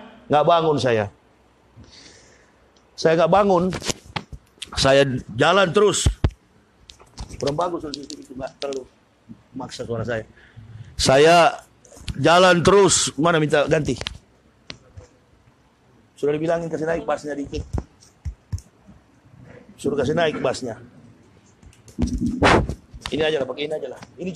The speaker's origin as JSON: {"language": "Indonesian", "town": "Manado", "region": "North Sulawesi", "country": "Indonesia", "said": "kita orang Manado ini salah satu suku di Indonesia yang mayoritas penduduknya radikal, penduduknya fanatis beragama Kristen itu Manado."}